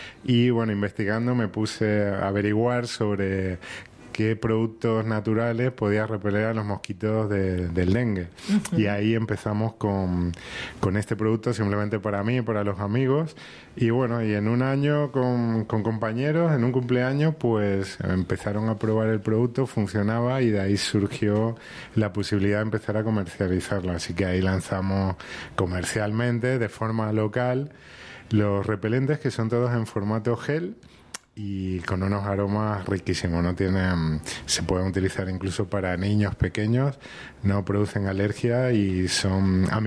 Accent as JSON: {"language": "Spanish", "country": "Spain", "moved": "yes", "lives_now": "Argentina", "said": "llevo poquito tiempo, 5 años en la zona, soy de España. Y mientras hacía mi casita, alquilaba en Merlo."}